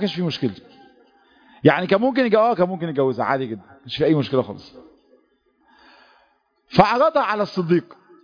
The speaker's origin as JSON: {"language": "Arabic", "country": "Egypt", "said": "المشهد ده محتاج نفسيات تختلف عن نفسياتنا كمصريين"}